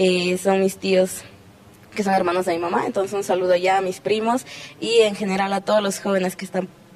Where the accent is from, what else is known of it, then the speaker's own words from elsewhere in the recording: Bolivia; bueno, actualmente estoy estudiando. Y yo sí soy de Bolivia.